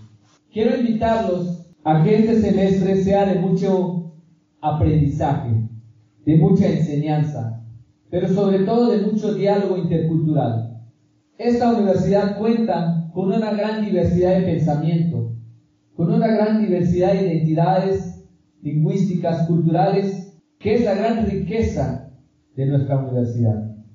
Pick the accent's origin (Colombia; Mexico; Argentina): Mexico; Ocosingo, Chiapas; yo soy celtal, soy originario de Ocosingo, Chiapas. En celtal me dicen